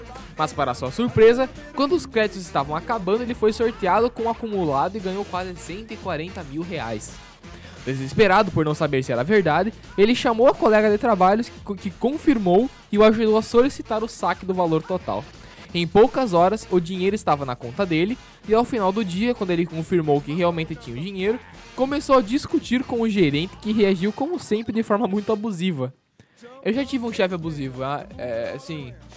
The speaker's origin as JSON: {"language": "Portuguese", "town": "Erechim", "region": "Rio Grande do Sul", "country": "Brazil", "tie": "born there", "said": "Eu sou da Nascinha, Erechim."}